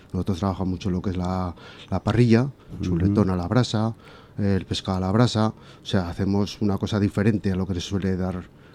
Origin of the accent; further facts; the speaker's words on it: Zaragoza, Aragon, Spain; Somos todos de Zaragoza.